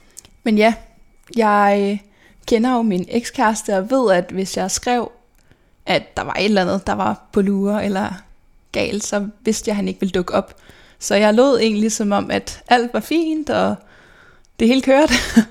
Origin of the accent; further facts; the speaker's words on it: Albertslund, Capital Region of Denmark, Denmark; jeg er født og opvokset i Albertslund. Sammen med min mor, min far og min storebror, som er 8,5 år ældre end mig.